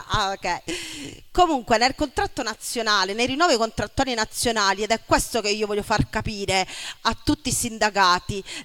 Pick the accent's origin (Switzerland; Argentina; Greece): Argentina; now in Italy; posso esistere nel mio paese di origine, l'Argentina